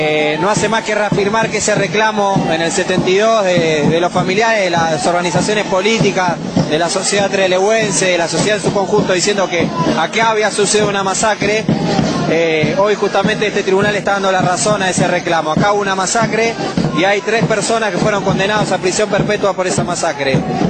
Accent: Argentina; nunca pensé como argentino que podía llegar a vivir este momento político

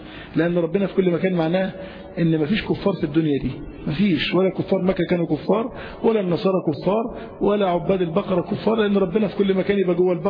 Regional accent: Egypt; يبقى الناس عندنا في مصر فيهم بلاوي كثيرة جدا

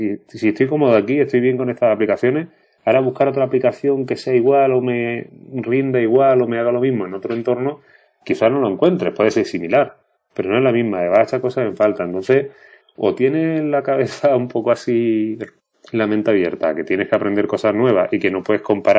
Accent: Málaga, Andalusia, Spain; yo salí al quite diciéndole que malagueño era yo, pero que aquí el amigo era de Sevilla

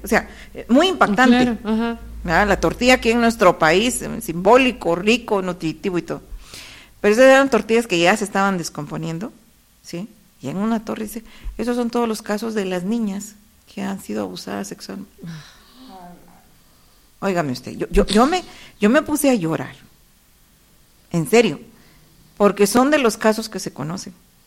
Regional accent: Guatemala; como buen chapín, le digo

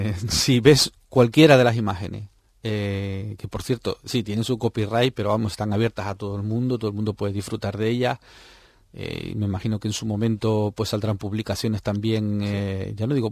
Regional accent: Canary Islands, Spain; yo la viví de pequeño en La Palma

